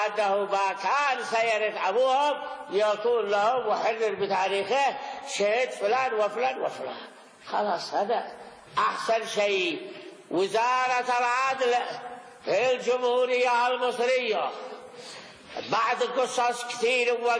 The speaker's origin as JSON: {"language": "Arabic", "country": "Yemen", "said": "إلا أنه عندنا في اليمن يقعدوه مقعد أبوه"}